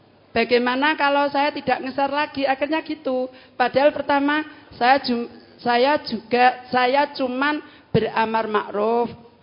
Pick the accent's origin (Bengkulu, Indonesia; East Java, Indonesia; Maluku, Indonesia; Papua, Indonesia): East Java, Indonesia; Ngawi; dari Ngawi.